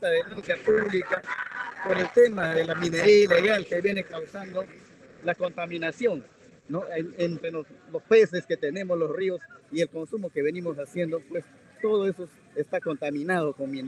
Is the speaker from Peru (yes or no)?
yes; Peru; Yo vengo de la región de Marellos, Perú, al sur de Perú